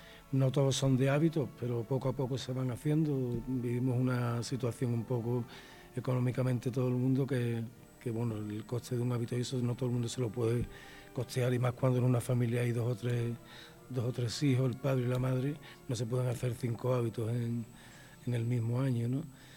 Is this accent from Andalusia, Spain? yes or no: yes; Jerez de la Frontera, Andalusia, Spain; now in Valladolid, Spain; 40 años de cofrade en Jerez de la Frontera, en mi tierra, pero 6 años aquí en Valladolid